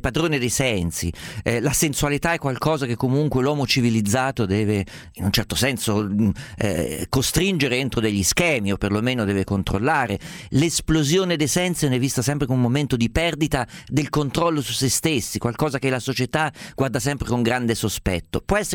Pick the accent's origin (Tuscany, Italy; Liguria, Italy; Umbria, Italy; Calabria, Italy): Umbria, Italy; Guarda, io sono umbro, ero abituato a mangiare l'aglio a pezzi strofinato sulla bruschetta.